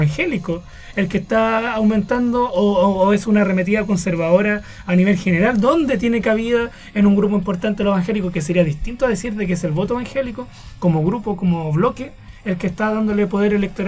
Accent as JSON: {"language": "Spanish", "town": "Tomé", "region": "Biobío", "country": "Chile", "said": "yo vengo de Tomé"}